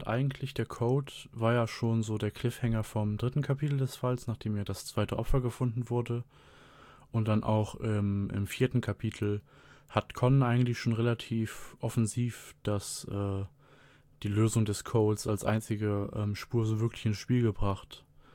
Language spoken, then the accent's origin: German; Germany; Wir als Deutsche gucken da ja leider ein bisschen in die Röhre.